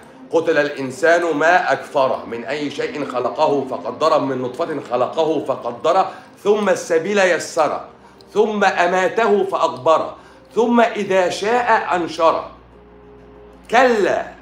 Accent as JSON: {"language": "Arabic", "country": "Egypt", "said": "عندنا في مصر"}